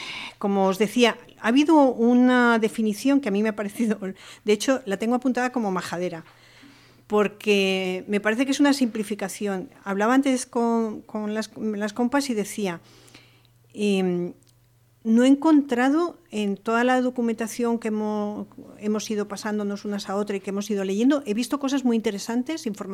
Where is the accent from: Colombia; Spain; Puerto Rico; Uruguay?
Spain; Madrid, Community of Madrid; moved away; Yo soy madrileña, llevo aquí muchísimos años